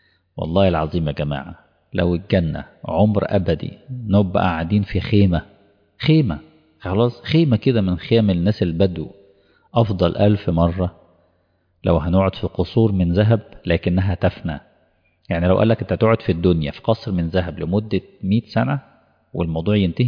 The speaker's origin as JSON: {"language": "Arabic", "country": "Egypt", "said": "طبعا مش اقصد مصر يعني كمصري"}